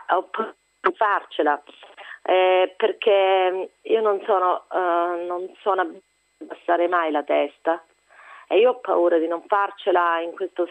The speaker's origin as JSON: {"language": "Italian", "region": "Calabria", "country": "Italy", "tie": "born there", "said": "Io sono nata in Calabria, ma per me è solo un caso, avrei potuto essere cittadina di qualsiasi posto d'Italia."}